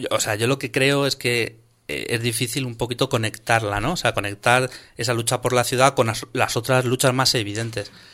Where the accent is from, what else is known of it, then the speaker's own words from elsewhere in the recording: Madrid, Community of Madrid, Spain; yo vengo de Tetuán